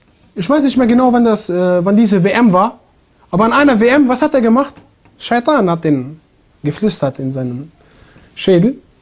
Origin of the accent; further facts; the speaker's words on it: Germany; Ja, ich komme aus Deutschland, modern und so.